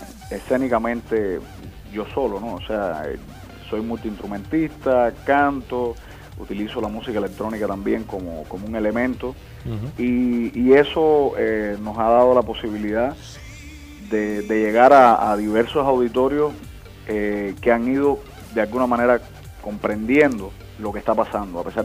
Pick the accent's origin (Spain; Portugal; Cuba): Cuba; Cárdenas, Matanzas; also born or lived in Las Tunas; y muy muy pequeño nos mudamos para Matanzas, o sea, para el occidente. Y realmente mi formación, mi crecimiento fue en Matanzas, específicamente en Cárdenas.